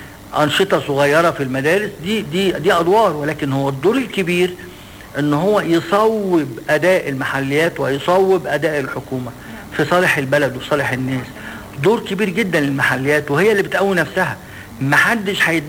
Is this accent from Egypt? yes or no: yes; Egypt; ولكن احنا كمصريين عندنا حاجة مش كويسة ان احنا بنستعجل النتائج.